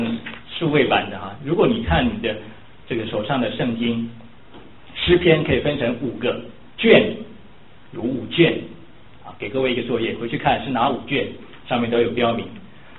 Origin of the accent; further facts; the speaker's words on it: Taiwan; 比如说我们来自台湾